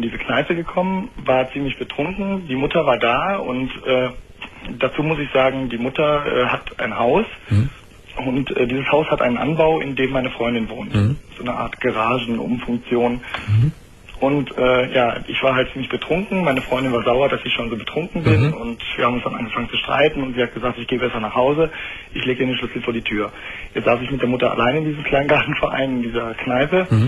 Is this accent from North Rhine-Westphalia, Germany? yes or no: yes; Düsseldorf, North Rhine-Westphalia, Germany; ich komme aus Düsseldorf und das ist ja eigentlich eine ziemliche Karnevalshochburg.